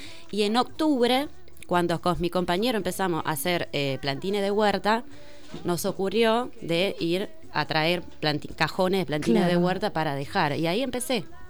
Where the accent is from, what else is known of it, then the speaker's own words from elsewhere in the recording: Pesaro, Marche, Italy; born there; Spanish is a second language; moved away; Es un pueblito en el Mediterráneo, Adriático, uh-huh. enfrente de Croacia, un lugarcito hermoso. Y llegué acá en el 2016